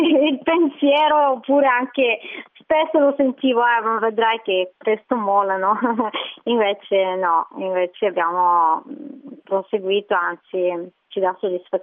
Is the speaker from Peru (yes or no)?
no; Bulgaria; now in Italy; ho sempre amato il mare perché ho una nonna che, poverina, ora non c'è più, però andavo tutti gli estati da lei sul Mar Nero, e quindi l'amore per il mare è proprio nell'origine, ancora in Bulgaria, poi dopo me la sono portata